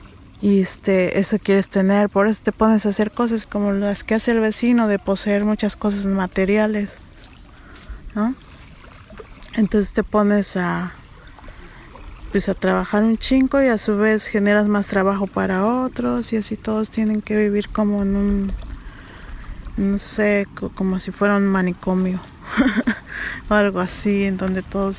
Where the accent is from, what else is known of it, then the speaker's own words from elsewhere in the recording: San Esteban Atatlauca, Oaxaca, Mexico; moved away as an adult; Soy de San Esteban Atatlauca, Tlaxiaco, Oaxaca. Esto es en México y tengo 37 años.